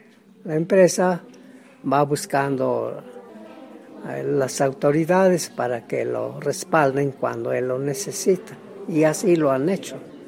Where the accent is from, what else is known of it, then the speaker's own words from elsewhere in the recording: Cuautepec, Puebla, Mexico; Pues yo soy de Cuautepec, municipio de Tlacuilo, estado de Puebla.